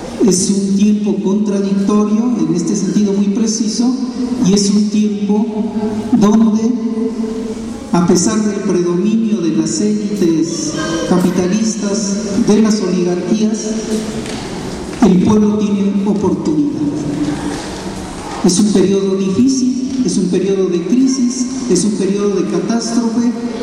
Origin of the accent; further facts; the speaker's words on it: Mexico; Eso tiene consecuencias fundamentales para nosotros como mexicanos.